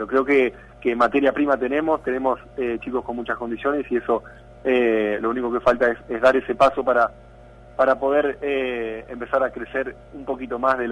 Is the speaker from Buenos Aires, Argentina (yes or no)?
no; Santa Fe, Argentina; ha crecido en el club de regatas de Santa Fe, que es el club donde yo nací y comencé a los 4 años a jugar ya al básquet